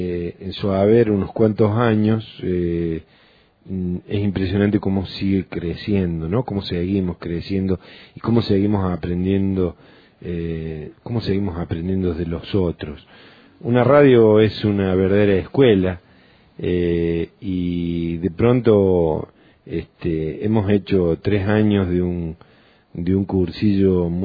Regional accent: Córdoba, Argentina; soy lugareño, ¿no? Soy una persona nacida, criada durante gran parte de mi niñez y mi adolescencia en Tras la Sierra

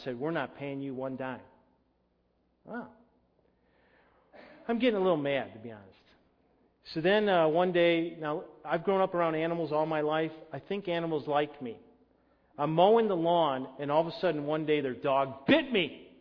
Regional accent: Illinois, United States; An elephant gun? I grew up in Illinois.

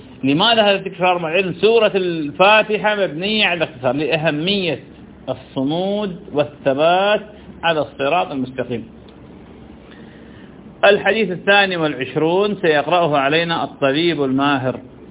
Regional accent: Ramadi, Al Anbar, Iraq; من كبار علماء انه عندنا بالرمادي

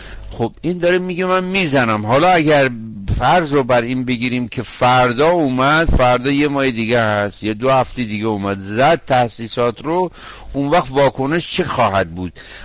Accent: Iran; ما به عنوان یه ایرانی، یک شهروند ایرانی

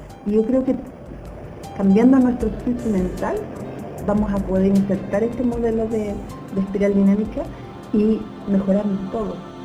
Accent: Puente Alto, Santiago Metropolitan Region, Chile; Quiero saludar a todos los puentealpinos, porque es mi tierra, es mi pueblo

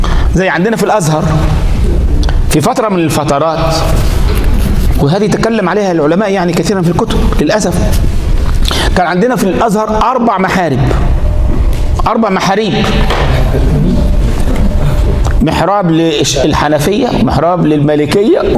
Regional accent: Egypt; يعني واحد مرة عندنا في مصر

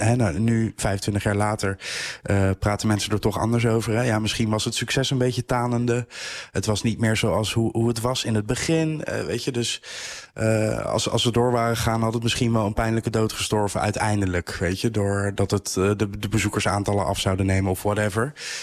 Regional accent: The Hague, South Holland, Netherlands; Ik kom zelf uit Den Haag.

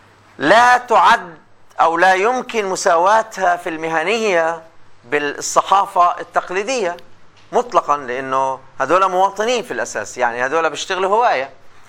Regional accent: Palestine; عندنا مثلا عندنا في فلسطين إذاعات لا تتجاوز معبر بيت حنون

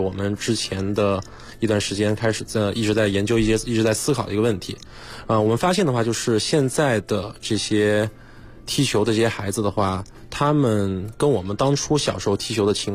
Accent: Kunming, Yunnan, China; 我老家是云南昆明的，

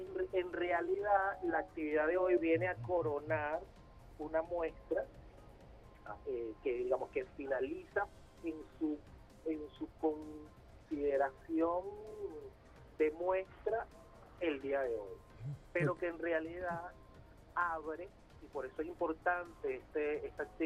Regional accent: Venezuela; reconocernos como venezolanos, para blindarnos frente a toda una maquinaria político-mediática

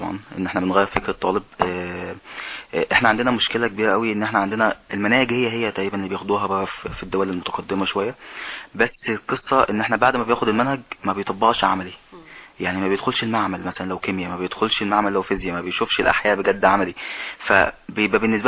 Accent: Egypt; الحاجات العلميه اللي طالعه جديد عندنا في مصر هي قديمه قوي

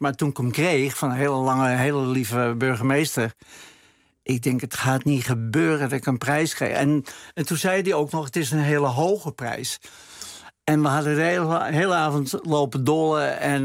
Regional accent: Amsterdam, North Holland, Netherlands; Ik kom uit Amsterdam-Oost, waar niks mee zat. Echte klotenbuurt.

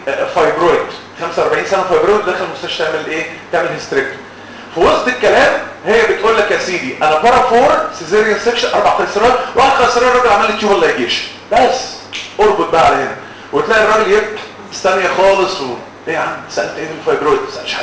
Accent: Egypt; امال احنا بنعمل ايه عندنا في مصر؟

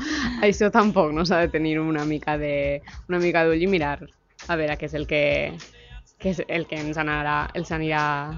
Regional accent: Valencian Community, Spain; jo que sóc del País Valencià i també d'un poble de costa

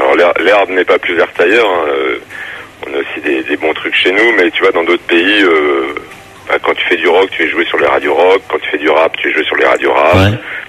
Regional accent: Orléans, Centre-Val de Loire, France; nous on est originaire d'Orléans

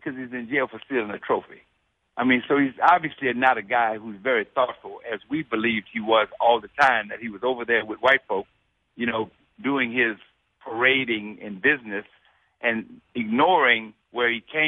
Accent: New Orleans, Louisiana, United States; I'm from New Orleans, down in Louisiana.

